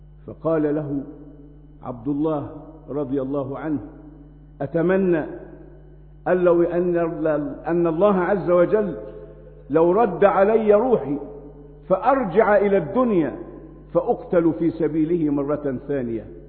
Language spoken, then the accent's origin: Arabic; Egypt; ما نشاهده الآن في بلدنا مصر